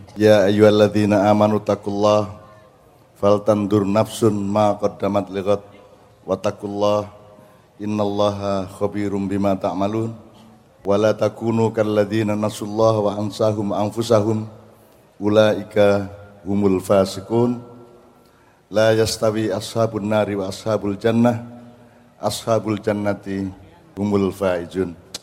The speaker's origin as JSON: {"language": "Indonesian", "region": "East Java", "country": "Indonesia", "said": "kita orang Madura di generasi sekarang."}